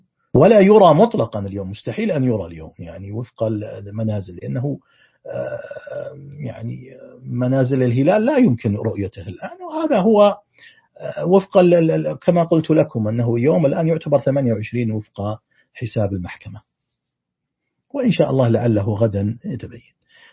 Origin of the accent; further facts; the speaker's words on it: Saudi Arabia; في تقويم أم القرى عندنا في السعودية